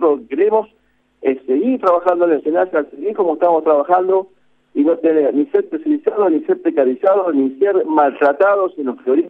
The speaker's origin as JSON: {"language": "Spanish", "town": "Azul", "region": "Buenos Aires Province", "country": "Argentina", "said": "Yo soy de Azul y trabajo para Azul"}